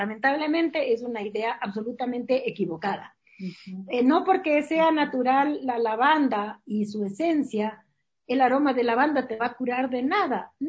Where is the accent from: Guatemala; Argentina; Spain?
Spain; moved away; yo soy española pero he vivido siempre acá y los latinoamericanos sabemos